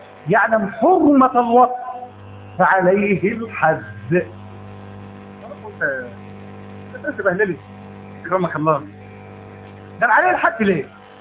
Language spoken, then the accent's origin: Arabic; Egypt; ليس عندنا إماء في مصر؟